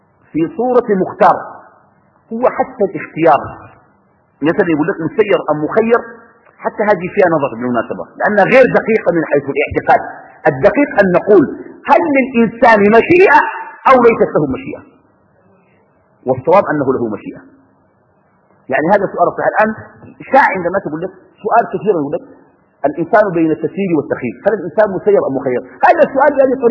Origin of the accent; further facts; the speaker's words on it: Sudan; now in Qatar; كتب الله قبل خلق السماوات والأرض أني في قطر وأنا من السودان في القاعة